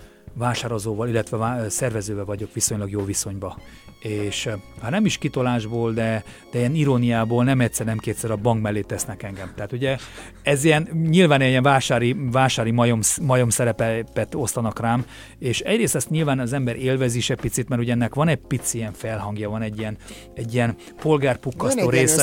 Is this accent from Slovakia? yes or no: no; Transylvania, Romania; hogy magyar vagyok, de mégse vagyok magyar, Erdélyben bozgor voltam, tehát hazátlan volt